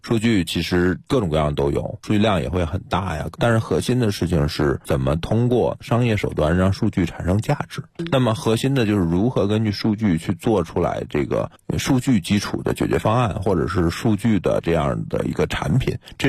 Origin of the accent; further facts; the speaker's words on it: Beijing, China; 很简单，我是北京人，这片土地特别熟悉